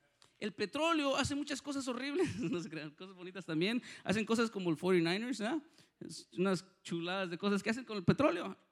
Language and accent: Spanish; Mexico; en México, yo soy de México, para los que no, que parezco italiano, pero soy de mexicano.